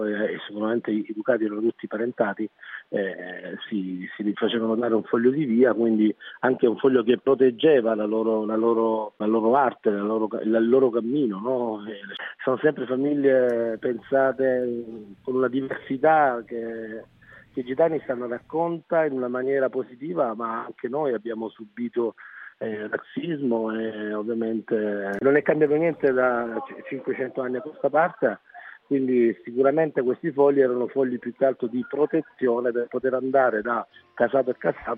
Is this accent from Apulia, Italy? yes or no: yes; Apulia, Italy; Dico Rom Salentini perché ormai siamo salentini a tutti gli effetti, nel senso che mio nonno ha fatto anche la guerra per l'Italia.